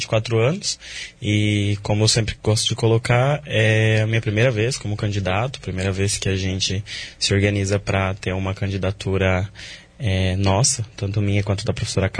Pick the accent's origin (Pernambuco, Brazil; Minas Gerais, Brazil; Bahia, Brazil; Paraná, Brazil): Paraná, Brazil; Medianeira; now in Foz do Iguaçu, Brazil; eu sou de Medianeira, vim para Foz do Iguaçu, vai fazer 4 anos. Sou estudante de História e Licenciatura da UNILA.